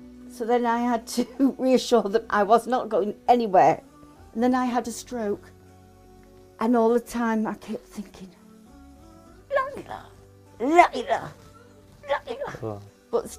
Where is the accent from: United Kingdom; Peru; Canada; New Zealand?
United Kingdom; Manchester, North West England; I'm 57. I was born on the 28th of July 1957. I come from Chalk and Cromhardy in Manchester, England.